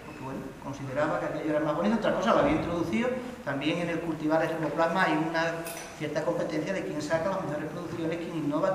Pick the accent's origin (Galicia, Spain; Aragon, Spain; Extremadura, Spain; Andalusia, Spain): Extremadura, Spain; Pallares; es en Pallares, en mi pueblo